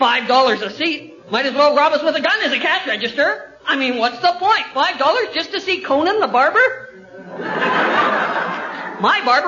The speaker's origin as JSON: {"language": "English", "town": "Bala", "region": "Ontario", "country": "Canada", "said": "Not like in Bala. I'm from Bala, you know."}